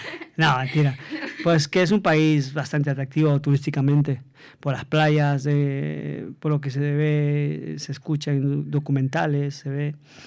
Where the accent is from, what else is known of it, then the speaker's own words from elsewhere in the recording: Quito, Pichincha, Ecuador; yo crecí en un barrio en Ecuador, en Quito, que se llama Bellavista.